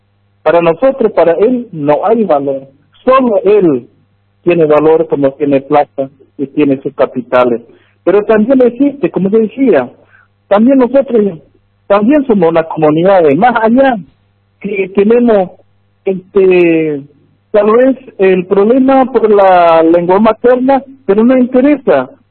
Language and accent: Spanish; Argentina; Mi DNI, identificación como argentino ciudadano en la provincia.